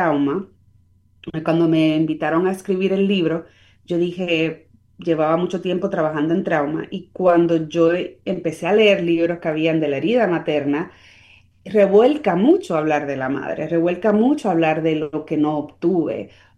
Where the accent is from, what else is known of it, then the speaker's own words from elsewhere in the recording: Puerto Rico; yo soy boricua, soy Spanglish